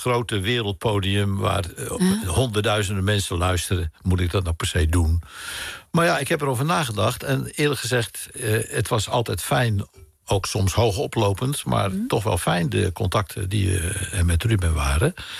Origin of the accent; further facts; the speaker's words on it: Rotterdam, South Holland, Netherlands; also born or lived in Vlaardingen; maar ik ben Vlaringen van geboorte.